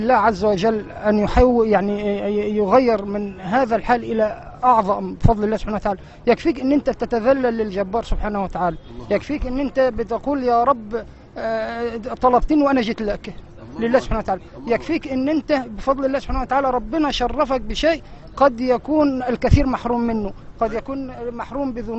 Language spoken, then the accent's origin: Arabic; Beheira, Egypt; من البحيره. من البحيره.